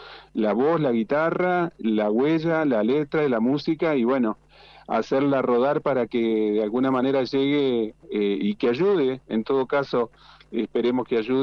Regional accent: Entre Ríos, Argentina; born there; now in Mendoza, Argentina; acá en Mendoza, es más, mira, yo soy nacido en Entre Ríos, yo nací en la costa del río Uruguay, a 300 metros del río Uruguay.

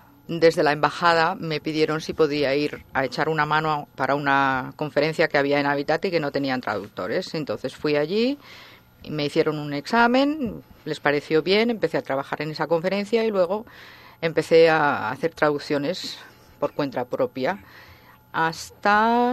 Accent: Barcelona, Catalonia, Spain; En Europa yo me acuerdo de pequeña en la playa, siempre soy de Barcelona y veraneábamos en la playa

